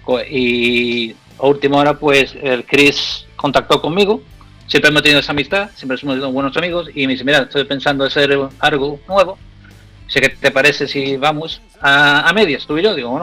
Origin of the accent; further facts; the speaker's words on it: Andalusia, Spain; accent: Andalusian; Te puedo hablar como decimos aquí, en andaluz, y después te hablo en inglés